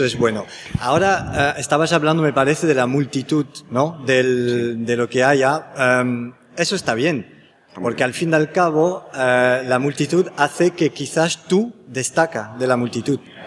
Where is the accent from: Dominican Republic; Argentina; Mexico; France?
France; Spanish is a second language; Porque soy francés